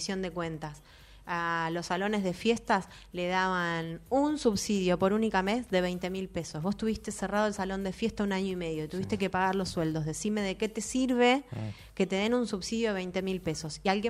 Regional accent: Quilmes, Buenos Aires Province, Argentina; Sí, sí, soy quilmenia. También nací en el hospital de Quilmes.

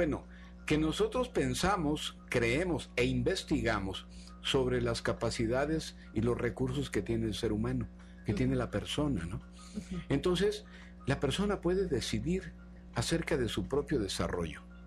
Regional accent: Mexico; Somos 3 mexicanos que vamos a exponer nuestros trabajos de investigación

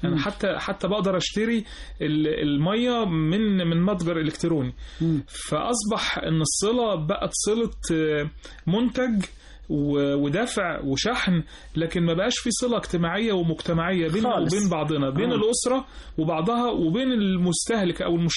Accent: Egypt; كنا كمصريين، لا مش مصريين، كنا كمستهلكين

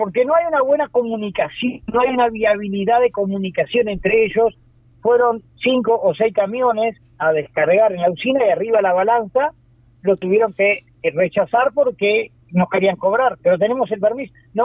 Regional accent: Uruguay; No dejemos de reconocer que somos uruguayos, ¿tá?

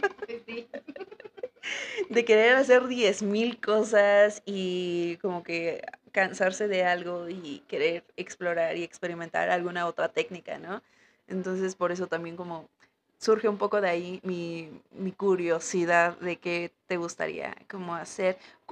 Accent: Mexico; cómo nos visualizamos como mexicanos, ¿no?

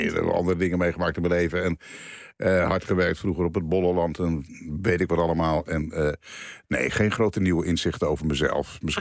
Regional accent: Alkmaar, North Holland, Netherlands; also born or lived in Veenendaal; Mijn ouders komen uit Groningen, Friesland. Mijn vader was gemeenteambtenaar en ik ben geboren, dus verhuisd om zoveel tijd. Ik ben geboren in Veenendaal, maar helemaal opgegroeid in Alkmaar.

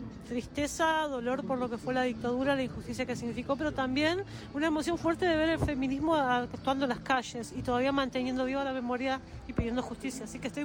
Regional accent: Buenos Aires, Argentina; soy de Buenos Aires, vine aquí por un congreso

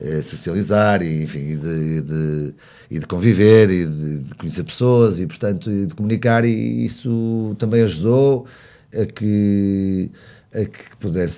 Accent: Porto, Norte, Portugal; nós somos do centro do Porto, todos portuenses de cidade

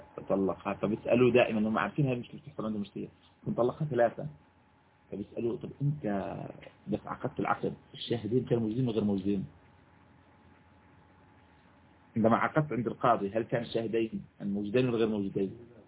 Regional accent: Jordan; الآن بعض الأوقات تصبح عندنا في الأردن مثلا

